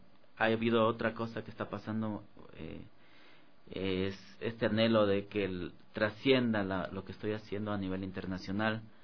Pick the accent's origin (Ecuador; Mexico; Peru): Ecuador; uno no se la termina de creer como guitarrista, como músico ecuatoriano